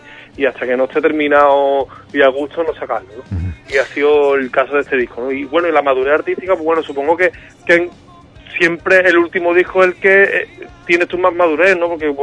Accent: Cádiz, Andalusia, Spain; Sí, me llena mucho como cualquier gaditano, ¿no?

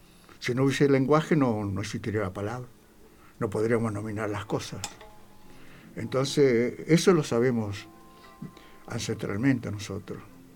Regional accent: Salta, Argentina; soy un collo salteño, transculturado.

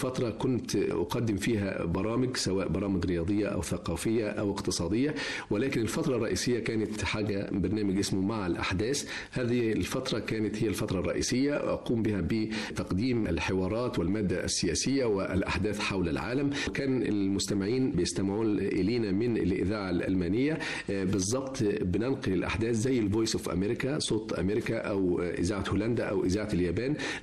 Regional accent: Egypt; من خلالي انا كمذيع مصري بسيط بقدم

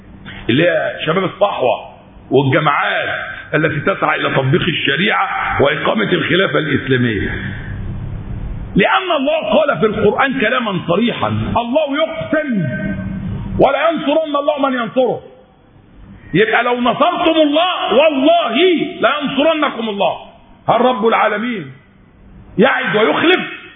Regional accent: Egypt; كما يقال عندنا في مصر لا يودي ولا يجيب

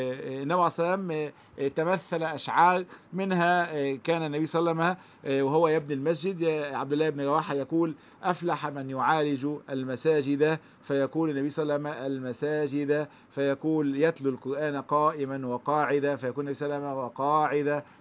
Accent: Egypt; اللي هو المثل اللي عندنا في مصر

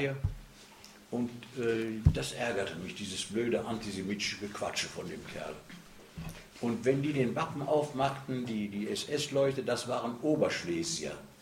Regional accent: North Rhine-Westphalia, Germany; bei uns im Ruhrgebiet heißt doch der Bergmann, das ist der Püttmann.

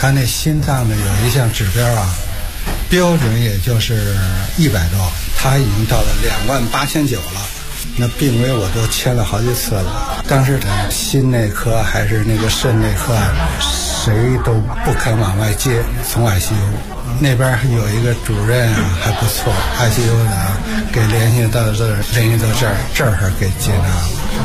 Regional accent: Beijing, China; 就从小就在西城，身份证都是102102。

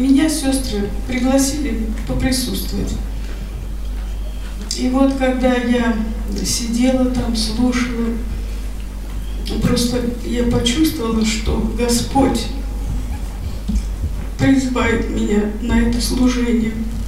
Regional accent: Moscow, Russia; born there; Я родилась в Москве.

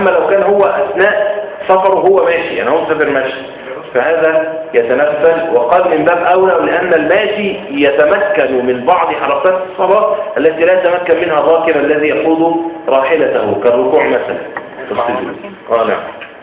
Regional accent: Egypt; عندنا في مصر ينفع

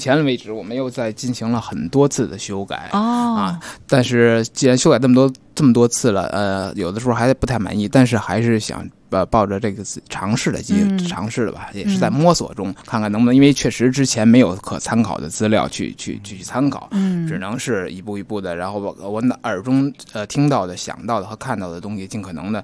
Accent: Beijing, China; 我是土生土长的老北京，从小呢在胡同里就听见一些叫卖的声音

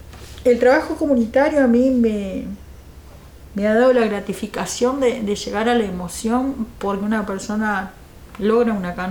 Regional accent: Canelones, Uruguay; porque soy de Canelones, entonces me corresponde allá.

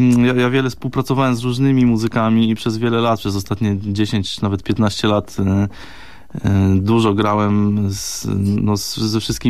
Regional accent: Gostynin, Masovian Voivodeship, Poland; also born or lived in Katowice; Ja pochodzę z Gostynina, to jest taka miejscowość w centralnej Polsce. Później trafiłem do Katowic jako na studia.

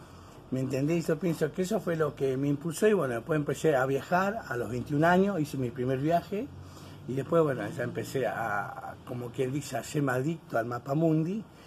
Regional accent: Las Heras, Santa Cruz, Argentina; esto ya hace 9 años que no vuelvo a mi tierra natal. Yo soy nacido en la provincia de Las Heras, en la provincia de Santa Cruz, en la localidad de Las Heras, colonia de Las Heras, provincia de Santa Cruz

